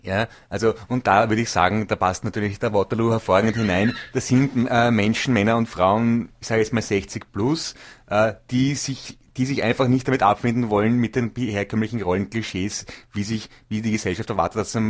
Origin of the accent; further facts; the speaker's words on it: Vienna, Austria; born there; bin ich geboren in Wien 13, in frühen 60er Jahren.